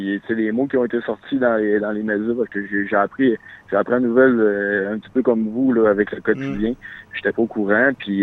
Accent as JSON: {"language": "French", "town": "Saint-Félicien", "region": "Quebec", "country": "Canada", "said": "Je viens de Saint-Félicien."}